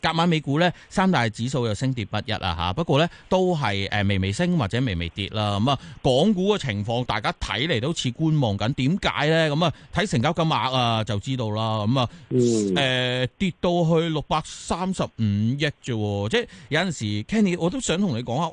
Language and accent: Cantonese; Hong Kong; 因为你香港我哋成长，我哋就土生土长，